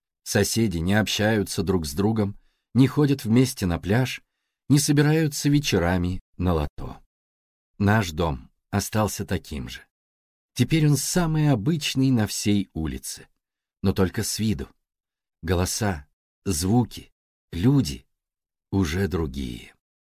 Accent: Baku, Azerbaijan; moved away as an adult; Мне 39 лет. Я родился и вырос в Баку, в ветреном южном городе, на берегу Каспийского моря. И уже 18 лет живу в северном городе, где нет моря.

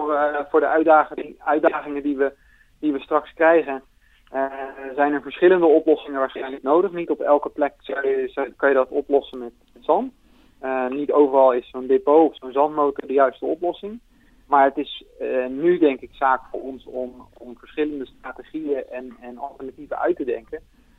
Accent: Netherlands; Nou ja, het is een onderwerp waar we als Nederlanders eigenlijk als geen ander bekend om zijn.

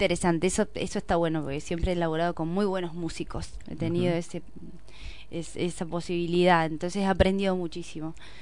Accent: Villa Mercedes, San Luis, Argentina; also born or lived in Córdoba; Nací en Villa Mercedes.

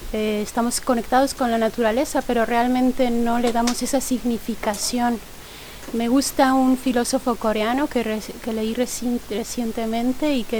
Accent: Mexico; a mí me gustaría decir que vengo de México y en México nosotros celebramos con fiesta.

